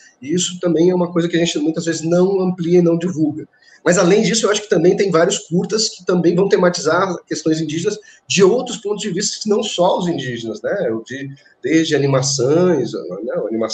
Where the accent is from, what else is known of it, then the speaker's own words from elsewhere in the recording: Brazil; E eu, como brasileiro, já estava no inverno lá há muito tempo